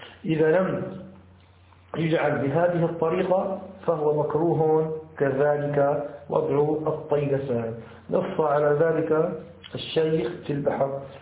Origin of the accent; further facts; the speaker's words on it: Syria; يسموه عندنا في الشام الحطة